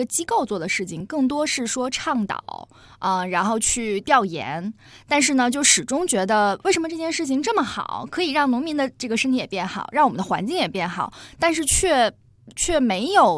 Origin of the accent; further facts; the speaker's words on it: Tianjin, China; moved away as an adult; now in Beijing, China; 我是天津人。